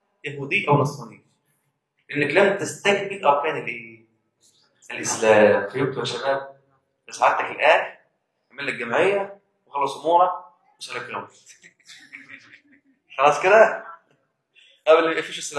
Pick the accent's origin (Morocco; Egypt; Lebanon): Egypt; انا بقى ايه بلدي مصر انا مصري